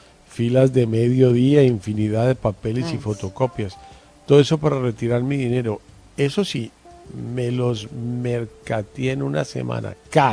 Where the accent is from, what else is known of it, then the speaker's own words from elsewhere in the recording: Colombia; soy el primer colombiano que estando en la casa bota la cédula.